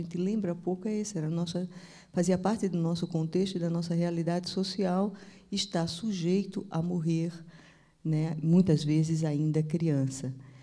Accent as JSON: {"language": "Portuguese", "town": "Recife", "region": "Pernambuco", "country": "Brazil", "tie": "born there", "said": "eu nasci no Recife, e eu convivi de perto com mortalidade infantil."}